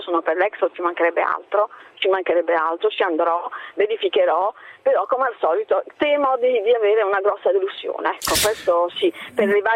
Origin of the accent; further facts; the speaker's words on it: Bari, Apulia, Italy; io sono pugliese e naturalmente produco olio extravergine d'oliva con spremitura a freddo